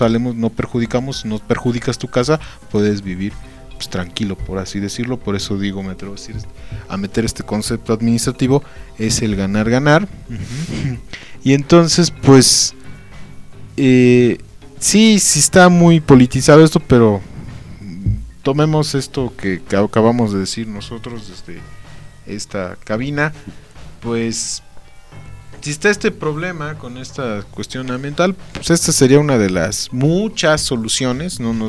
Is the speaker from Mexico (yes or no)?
yes; Mexico; nos decimos mexicanos, pero pues bueno, en mi caso yo estoy en ceros en el caso del náhuatl